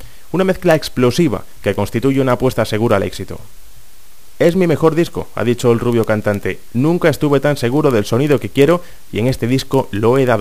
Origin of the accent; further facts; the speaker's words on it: Venezuela; como los venezolanos somos tan telenoveleros